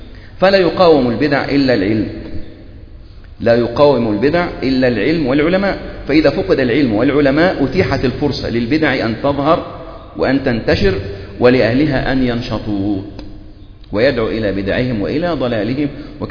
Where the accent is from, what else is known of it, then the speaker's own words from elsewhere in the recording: Egypt; يعني إحنا عندنا في مصر